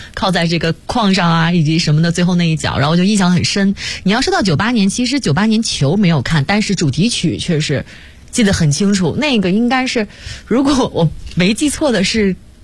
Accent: Liaoning, China; 因为我是辽宁人

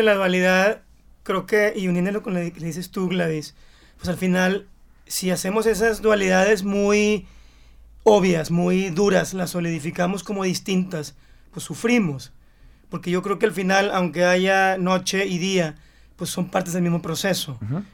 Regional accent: Mexico; que soy mexicano

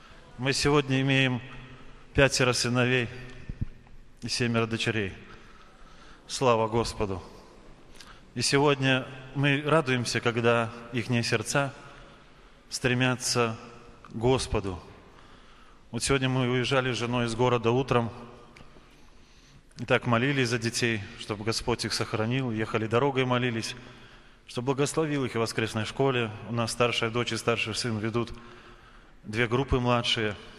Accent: Vawkavysk, Grodno Region, Belarus; Мы с Волковыска, из Гродненской области, 120 километров отсюда.

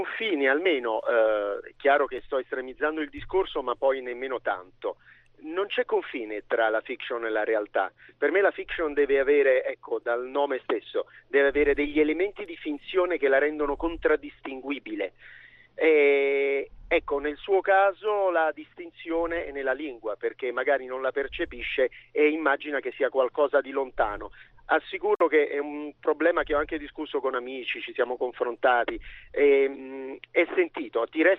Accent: Naples, Campania, Italy; io sono un napoletano che ama Napoli

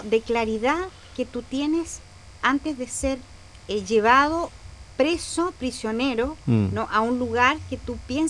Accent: Chile; nosotros como pueblo chileno siempre pensamos

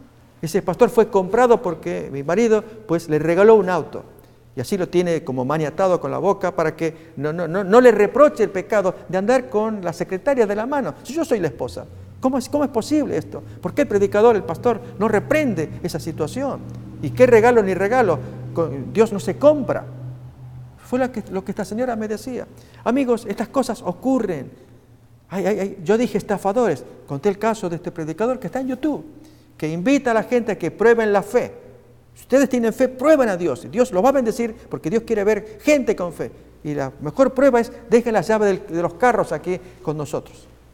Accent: Argentina; Yo estaba en mi país, en Argentina

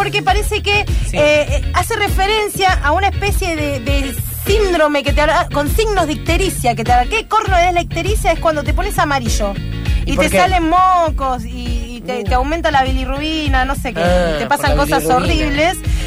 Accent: Buenos Aires, Argentina; Somos profundamente porteños, es algo que no está bueno.

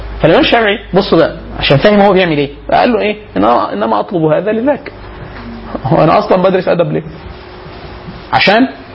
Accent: Upper Egypt, Egypt; كانت عندنا في الصعيد

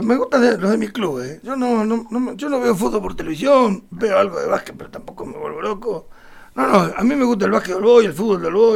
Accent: Santa Rosa, La Pampa, Argentina; nosotros somos Argentina, que yo, pues, somos Santa Rosa de la Pampa.

